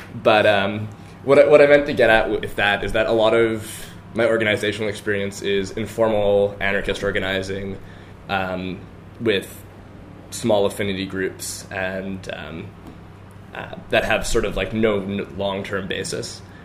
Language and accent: English; Nova Scotia, Canada; now in Montreal, Canada; I'm originally from Nova Scotia, and I only moved to Montreal for a second time this year.